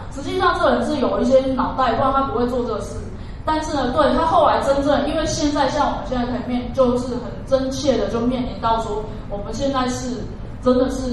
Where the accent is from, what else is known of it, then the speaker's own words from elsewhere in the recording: Taiwan; 我们台湾人叫嘴炮，